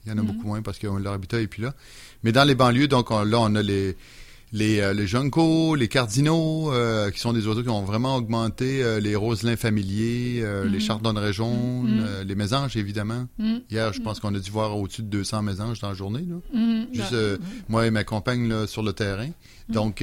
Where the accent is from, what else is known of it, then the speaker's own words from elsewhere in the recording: Beauport, Quebec, Canada; moi, je me souviens des quartiers où j'ai passé mon enfance, à Beauport, il y avait de tout petits arbres un peu partout.